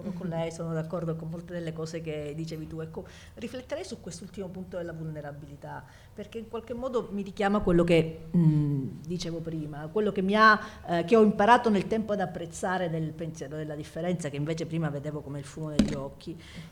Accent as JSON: {"language": "Italian", "region": "Calabria", "country": "Italy", "said": "io sono calabrese e non emiliana, e sono donna, e ho 50 anni, e ho pure una figlia"}